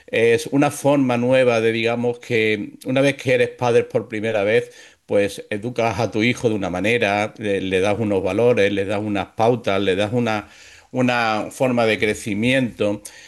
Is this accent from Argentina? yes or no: no; Málaga, Andalusia, Spain; soy un escritor malagueño, andaluz, de España. Y tengo 54 años